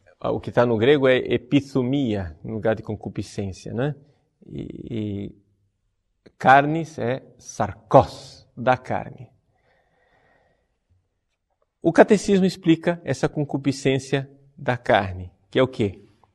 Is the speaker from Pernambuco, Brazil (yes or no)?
yes; Recife, Pernambuco, Brazil; born there; ele é nordestino como eu sou nascido em Recife